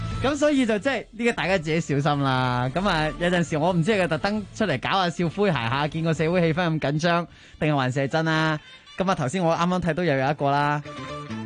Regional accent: Hong Kong; 我哋香港人

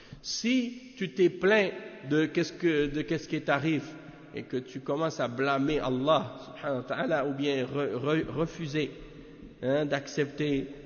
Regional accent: Canada; Et si je leur dis « Je viens du Canada »

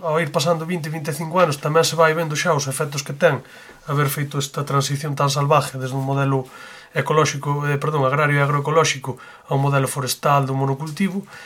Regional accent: A Pontenova, Galicia, Spain; Bueno, eu veño do Concello de Pontenova.

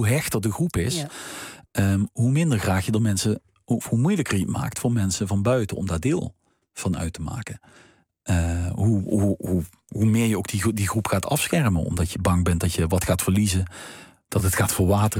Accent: Limburg, Netherlands; Is dat iets typisch Limburgs of is dat iets typisch uit mijn leven?

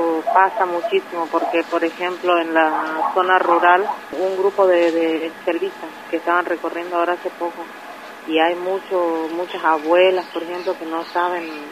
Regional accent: Pampa del Indio, Chaco, Argentina; nosotros somos de Pampa del Indio

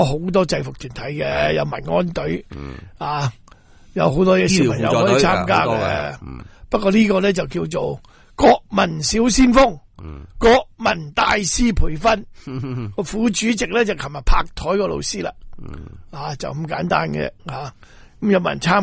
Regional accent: Singapore; 我企本嚟喺新加坡嚟噶，我新加坡人嚟噶

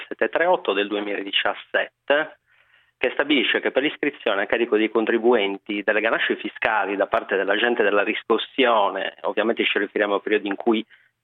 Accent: Sardinia, Italy; Esatto, sardo verace.

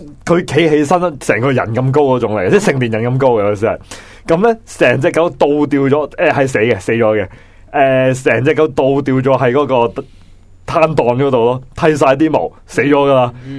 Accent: Guangdong, China; 广东地方大家广东人，我系广东人，佢都系广东人，咁大家啲口味应该相近，

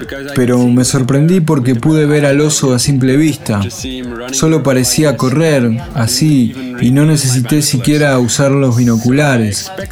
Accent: Belgium; Yo vengo de Bélgica y no acostumbro a hacer esta especie de largos viajes en tren.

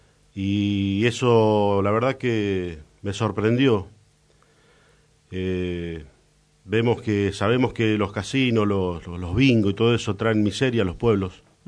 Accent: Moreno, Buenos Aires Province, Argentina; born there; also born or lived in Tierra del Fuego; prácticamente nacimos en Moreno. Más allá que yo estuve ausente porque viví muchos años en Tierra del Fuego. Ajá. Entonces, pero hoy, bueno, estoy acá, hace 8 años que estoy de vuelta en Cruce Castelar, Parque Trujuy

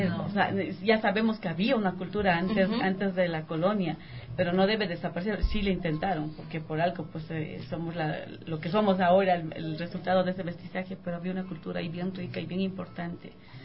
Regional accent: Bolivia; Porque él es colombiano, yo soy boliviana, pero nos gusta el Ecuador.

